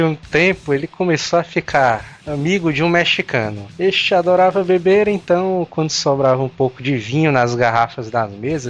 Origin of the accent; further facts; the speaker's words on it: Bahia, Brazil; Desses 15, somente 3 são nordestinos. Eu, que sou da Bahia